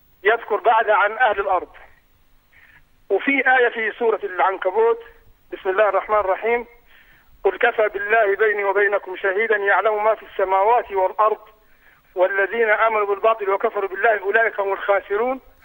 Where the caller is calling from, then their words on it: Saudi Arabia; من السعودية.